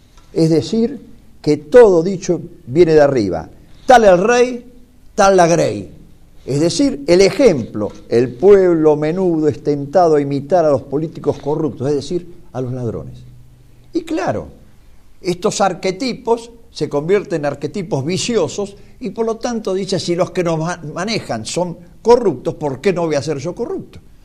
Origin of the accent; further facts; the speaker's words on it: Argentina; no podemos vivir como ciudadanos argentinos amantes de la patria, de nuestra patria